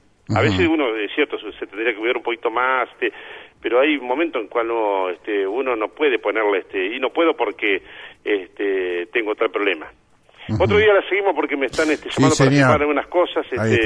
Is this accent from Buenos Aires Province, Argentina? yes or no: yes; Saladillo, Buenos Aires Province, Argentina; los vecinos de mi pueblo, de nuestro pueblo, de Saladillo y también de la región.